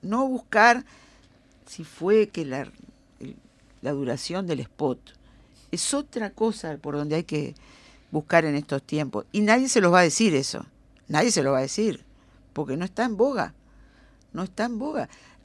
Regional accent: Uruguay; Primero somos uruguayos nosotros. Seas de Carrasco o del Borro.

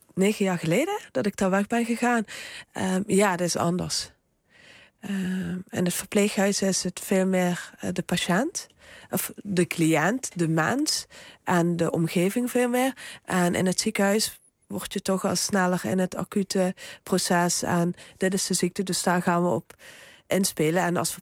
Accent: Limburg, Netherlands; want ik kwam uit Zuid-Limburg.

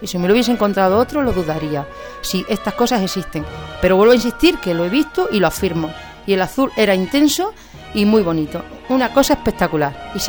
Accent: Gata, Extremadura, Spain; Trabajo fuera de Gata, soy de Gata, pero estoy fuera trabajando en la provincia de Gerona.

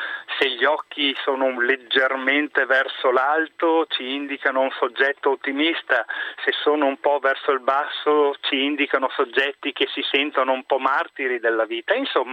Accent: Veneto, Italy; accent: Venetian; sono 20 anni che sono qui in Lombardia e ancora mi dicono che ho l'accento veneto.

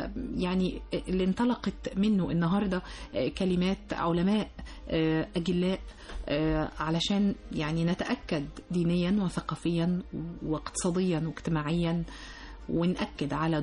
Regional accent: Egypt; حتى احنا كمجتمع مصري يعني بيحب النكته الحلوه والضحكه الحلوه

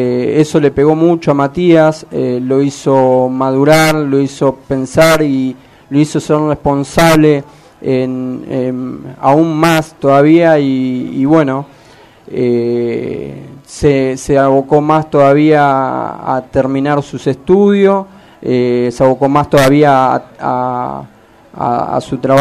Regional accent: Argentina; Vivimos acá cerquita, en el barrio Santos Vega. queda aproximadamente a 10 cuadras de acá, un barrio pobre, muchos lo denominan villa. Y bueno, mi hermano, nosotros nacimos ahí, mi hermano se crió ahí al igual que yo.

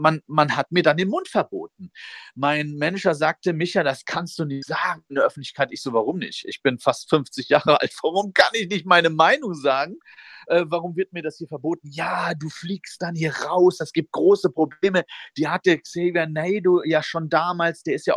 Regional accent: United States; now in Germany; Und ich komme ja aus Amerika, ich lebe hier

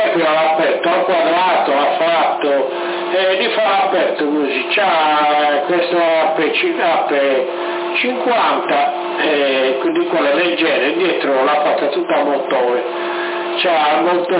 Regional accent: Sassari, Sardinia, Italy; ma io sono da Sassari

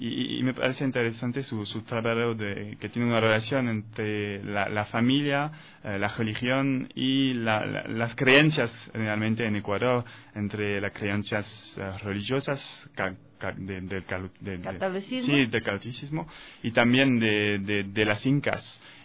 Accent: France; Spanish is a second language; promover la cultura ecuatoriana en mi país, en Francia, en París y otras ciudades de Francia.

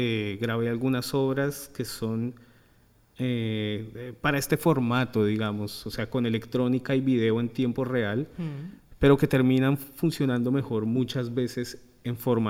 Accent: Colombia; now in Argentina; Bueno, yo soy colombiano, vivo acá hace mucho

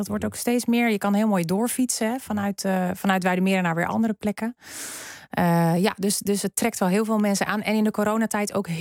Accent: Kortenhoef, North Holland, Netherlands; Ja, nou sterker nog, ik kom uit Kortehoef oorspronkelijk, geboren en getogen.

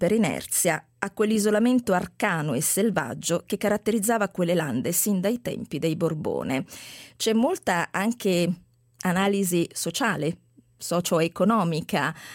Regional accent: Apulia, Italy; Devo dire che da pugliese mi piace molto questa capacità che hai

